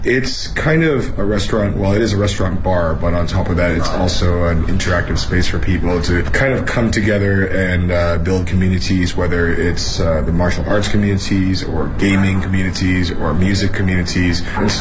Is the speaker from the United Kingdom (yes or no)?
no; Canada; now in Beijing, China; I'm from Canada, and I'm a chef in Beijing